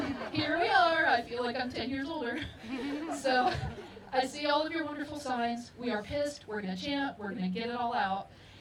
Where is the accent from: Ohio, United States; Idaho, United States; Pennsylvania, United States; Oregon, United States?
Ohio, United States; Middletown; now in The Hague, Netherlands; I'm originally from Cincinnati, Middletown to be exact.